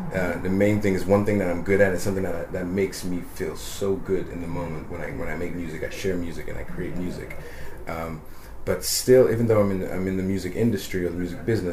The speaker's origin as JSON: {"language": "English", "country": "Ghana", "tie": "born there", "lives_now": "England", "said": "I can say, I was born in Ghana."}